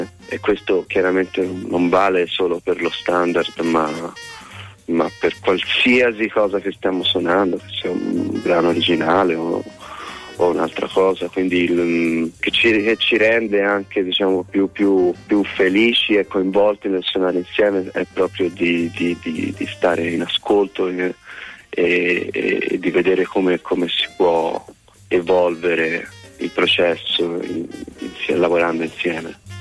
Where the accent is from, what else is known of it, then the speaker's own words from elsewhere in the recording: Florence, Tuscany, Italy; io sono di Firenze